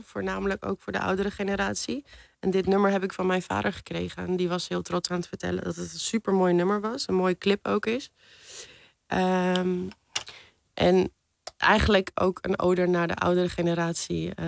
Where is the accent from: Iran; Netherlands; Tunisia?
Iran; Ja, mijn droom is toch naar mijn land terug te gaan.